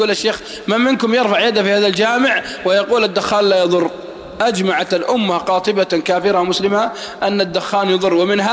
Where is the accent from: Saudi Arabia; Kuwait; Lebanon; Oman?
Saudi Arabia; Al-Qassim; والله أني أعرف ناس عندنا في القصيم شباب في سن الزهور